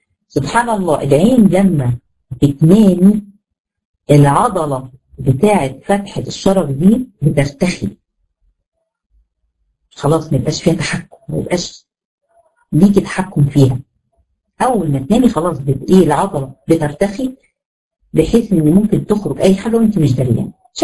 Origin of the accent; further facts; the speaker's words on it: Egypt; وده يمكن المشهور عندنا في مصر